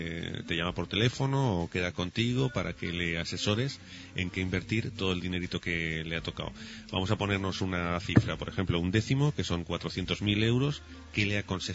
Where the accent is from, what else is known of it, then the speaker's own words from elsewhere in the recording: Huesca, Aragon, Spain; now in Canary Islands, Spain; ahora sabes que soy de Huesca, ya lo he comentado en el programa y tal, pero bueno, pues estoy ahora en Canarias